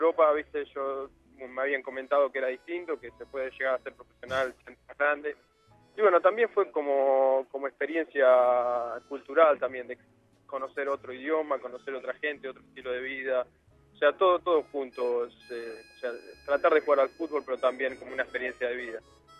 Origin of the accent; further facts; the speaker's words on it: Argentina; soy de Argentina